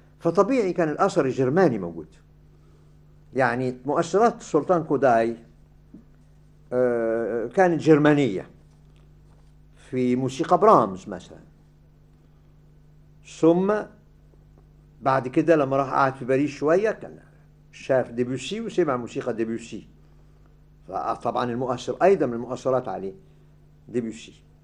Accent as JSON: {"language": "Arabic", "country": "Egypt", "tie": "born or raised there", "said": "أنا شفته وأنا صغير في مصر يعني"}